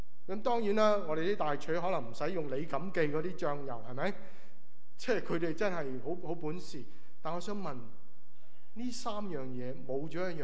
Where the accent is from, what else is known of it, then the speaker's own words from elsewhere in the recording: China; 嗱，我哋中国人有个错误嘅观念，以为我做咗一啲嘅事咧，神咧就会讨神喜悦啦。